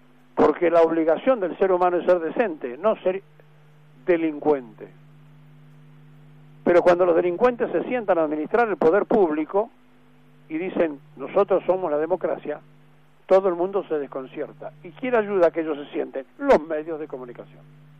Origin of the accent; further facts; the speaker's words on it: Argentina; seguiremos siendo sufrientes argentinos, hartos, cansados